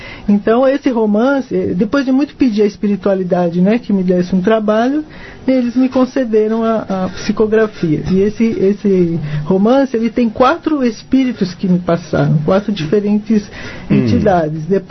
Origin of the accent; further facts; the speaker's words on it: São Paulo, Brazil; Não, eu sou de São Paulo, capital.